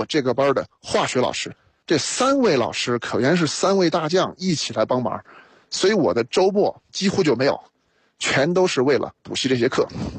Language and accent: Chinese; Shanghai, China; also born or lived in Chengdu; 先开始是在上海，我父亲是北京人，母亲是东北人，但是我是在成都出生，一岁的时候呢又去了上海，在上海待了整整9年，所以把幼儿园小学基本上都在上海读了，然后转学到成都。